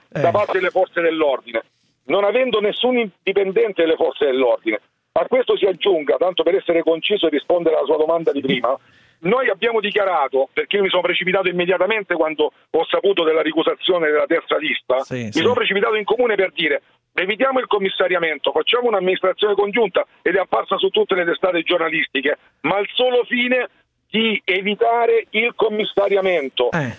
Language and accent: Italian; Lecce, Apulia, Italy; io sono leccese e sono consigliere comunale a Varco Sabino da 3 anni.